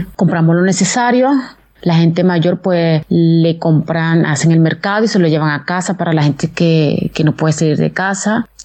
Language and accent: Spanish; Venezuela; now in Italy; soy de Venezuela. Yo en este momento estoy en Italia, en el norte de Italia, entre Salerno y Cava.